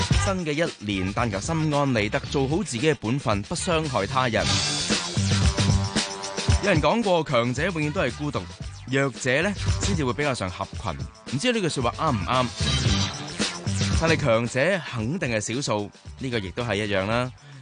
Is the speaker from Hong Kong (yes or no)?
yes; Hong Kong; 仍然有相当之多的机会可以给我们香港人继续努力去到进步